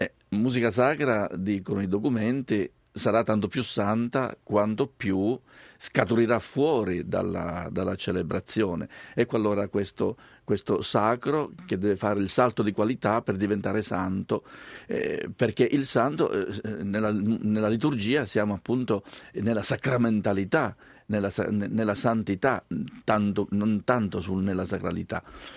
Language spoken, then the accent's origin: Italian; Sicily, Italy; da buon siciliano mi piace la lingua siciliana e compongo molto bene anche in siciliano.